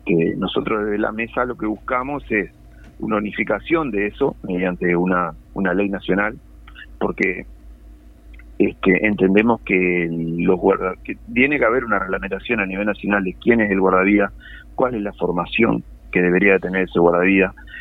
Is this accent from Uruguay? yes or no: yes; Colonia, Uruguay; now in Canelones, Uruguay; Yo cumplo la función de guardavía desde el 97 en Canelones. Siempre trabajé acá. Si bien soy de Colonia